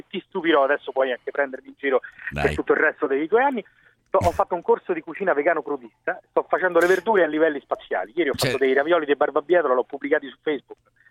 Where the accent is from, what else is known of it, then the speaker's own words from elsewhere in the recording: Rome, Lazio, Italy; No, allora io vengo da Roma.